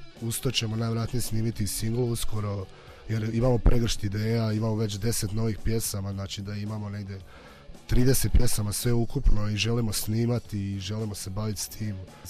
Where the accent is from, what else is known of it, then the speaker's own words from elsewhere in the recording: Osijek, Osijek-Baranja County, Croatia; imali smo nastup u Osijeku, pretprošlo ljeto, bilo je odlično, bilo je dosta ljudi, dobili smo i putne troškove, a to je moj rodni grad, pa isto imalo kao neko spiritualno, duhovno značenje.